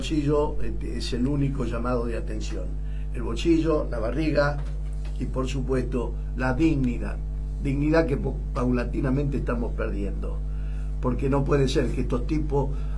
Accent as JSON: {"language": "Spanish", "country": "Argentina", "said": "pero a mí no me van a comprar, pues yo soy argentino."}